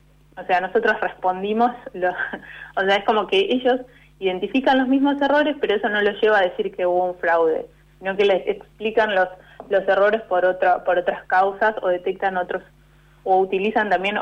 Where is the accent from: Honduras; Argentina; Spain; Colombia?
Argentina; Corrientes; Es como la abreviatura de Corrientes, porque soy correntina.